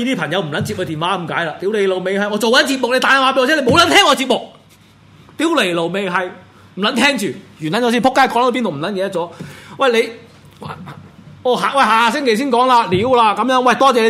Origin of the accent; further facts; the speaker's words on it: Hong Kong; 咁如果你話短期嘅，我哋香港人點悼念啊